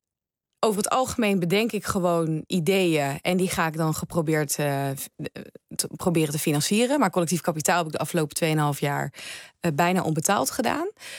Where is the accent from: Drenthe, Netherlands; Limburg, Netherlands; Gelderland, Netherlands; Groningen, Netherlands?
Gelderland, Netherlands; Apeldoorn; Apeldoorn.